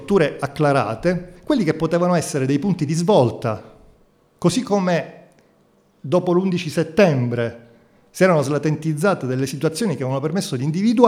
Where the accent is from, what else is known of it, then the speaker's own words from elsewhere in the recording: Palermo, Sicily, Italy; Io sono andato via da Palermo, io sono palermitano, all'indomani delle stragi di mafia, per andare a studiare fuori e poi tornare a casa